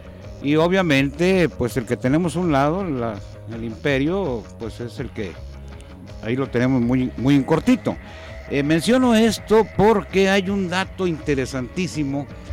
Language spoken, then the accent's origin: Spanish; Tonila, Jalisco, Mexico; después llega a mi pueblo, a Tonila, donde geográficamente es muy importante mi pueblo por la situación de que está ubicado en medio de dos profundas barrancas